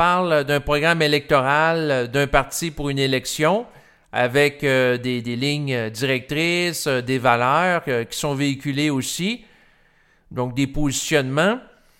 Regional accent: Canada; Et comme je suis Canadien

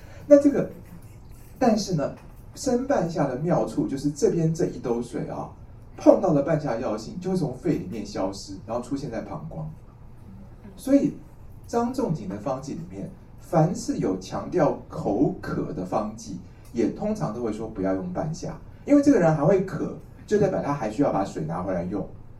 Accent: Taiwan; 我们台湾人说牵丝

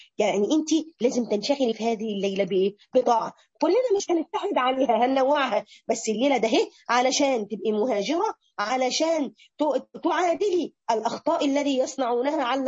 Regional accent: Morocco; انا من المغرب

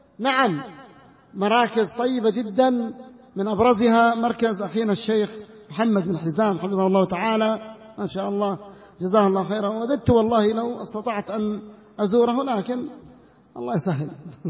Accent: North Yemen, Yemen; في البلاد اليمنية، حتى في المناطق الذي يسمى محتلة عندنا في الشمال

